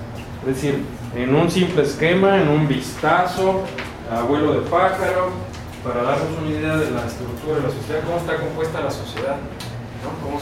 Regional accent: Mexicali, Baja California, Mexico; Pues yo soy de Tangamandapio, perdón, de Mexicali

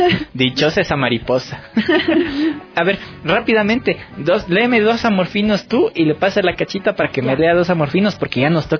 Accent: Ecuador; Eso es lo que nos caracteriza a ser ecuatorianos, la alegría ante todo.

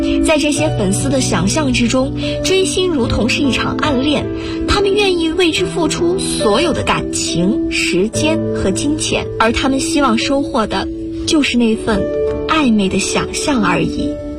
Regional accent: Guangzhou, Guangdong, China; now in Nanjing, China; 来自广东广州，我在南京大学，距离我的家乡1367公里。

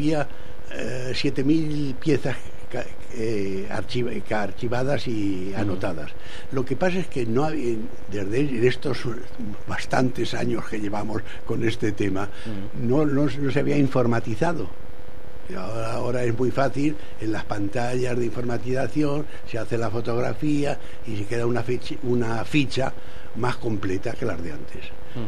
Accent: Spain; ¿de dónde es usted? Digo, pues soy español.

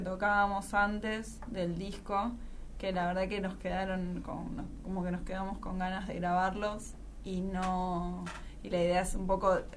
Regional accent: Buenos Aires, Argentina; born there; En realidad nací en un hospital en Recoleta.

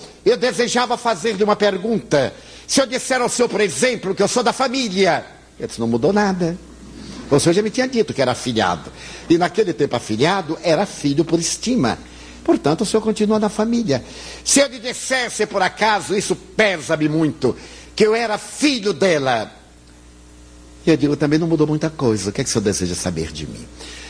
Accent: Bahia, Brazil; Como eu sou baiano, eu devo ter aqui uma boa percentagem, o que eu sou é pálido, não é branco. Eu sou pálido.

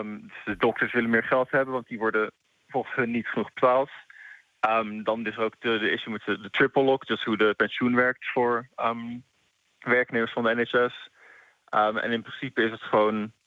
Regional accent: Netherlands; now in United Kingdom; Als Nederlander in Engeland boeit het me niet al te veel.

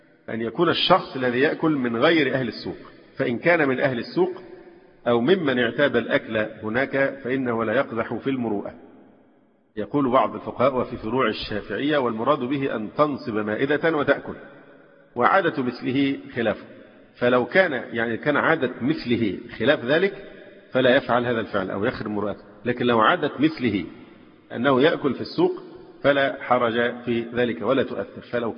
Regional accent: Alexandria, Alexandria Governorate, Egypt; مثلا عندنا في الإسكندرية، يمكن مش موجودة في أماكن تانية

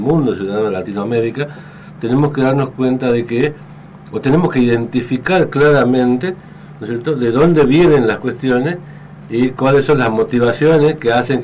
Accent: Argentina; de poder comenzar a tocar estos temas que hacen a la conformación de nuestro ser como ser argentino, ¿no?

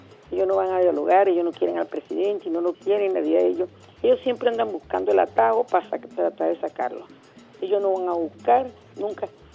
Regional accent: Venezuela; Allí es uno como venezolano

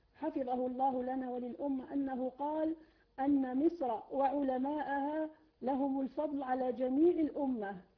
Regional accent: Algeria; أشهد أنا من الجزائر أننا نحبكم في الله

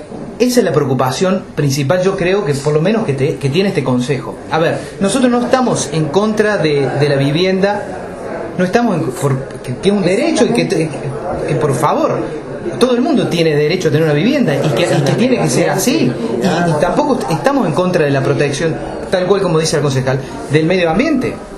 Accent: Capilla del Monte, Córdoba, Argentina; Yo soy nacido y criado en Capilla del Monte. Mis papás son nacidos y criados en Capilla del Monte. Mis abuelos son nacidos y criados en Capilla del Monte.

